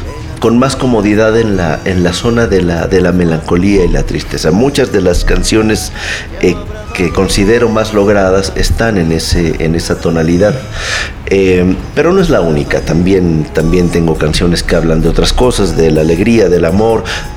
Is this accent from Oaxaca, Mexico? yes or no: no; Mérida, Yucatán, Mexico; Pues yo nací en la ciudad de Mérida, Yucatán. Soy orgullosamente yucateco.